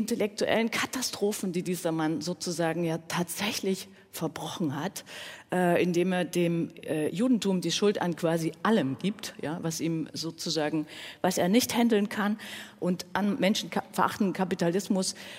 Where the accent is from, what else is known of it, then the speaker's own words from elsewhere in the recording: Dresden, Saxony, Germany; darf ich auch sagen als Dresdnerin, mit dem Humor.